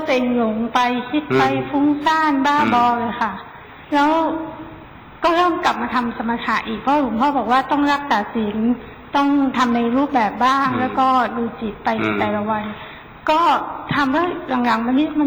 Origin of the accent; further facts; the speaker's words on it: Chiang Mai, Thailand; หนูมาจากเชียงใหม่ค่ะ